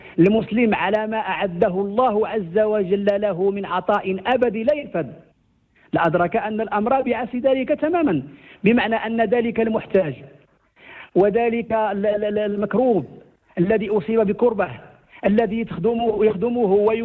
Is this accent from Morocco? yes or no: yes; Morocco; وجعلنا كمغاربة نلهج بشكره حفظه الله